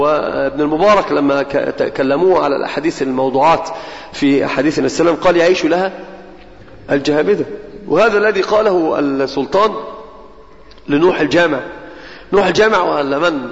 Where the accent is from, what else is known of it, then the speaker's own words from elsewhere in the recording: Egypt; ومثال عندنا في مصر مشتعل مشتهر جدا